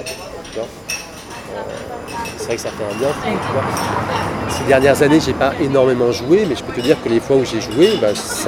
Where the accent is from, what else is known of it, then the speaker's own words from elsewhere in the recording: Paris, Île-de-France, France; Mais après, moi, je suis parisien, je suis né ici.